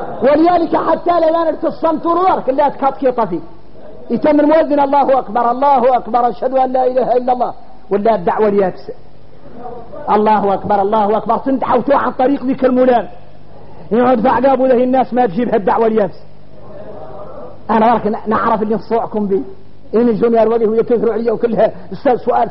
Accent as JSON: {"language": "Arabic", "country": "Mauritania", "said": "تعرفوا اللي يقولوا احنا موريتاني يقولوا صالح من الصالح"}